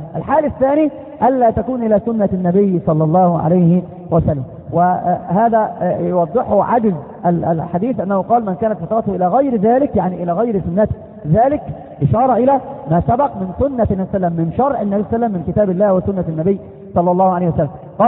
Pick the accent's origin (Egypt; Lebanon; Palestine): Egypt; كما قالوا عندنا في مصر مثل يقارب هذا المعنى